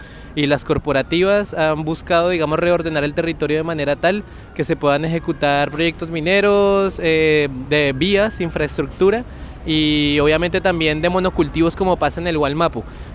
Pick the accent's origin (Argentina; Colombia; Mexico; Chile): Colombia; mi tierra, que es donde, digamos, la enseñanza militar estadounidense y de las escuelas de las Américas ha estado más presente, precisamente donde está el cruce entre Panamá y Colombia.